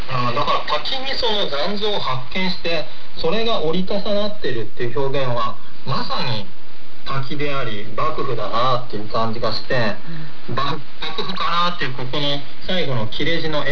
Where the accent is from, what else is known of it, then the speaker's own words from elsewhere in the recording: Wakayama, Japan; この句は僕は和歌山県出身なので、那智の滝っていうのをね、何度も見てるんですけども